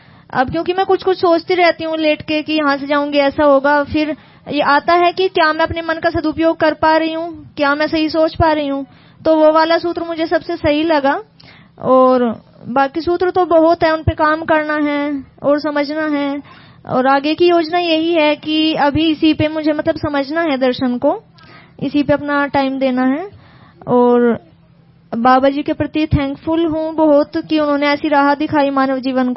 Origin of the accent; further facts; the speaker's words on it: Uttar Pradesh, India; मैं यूपी से हूँ।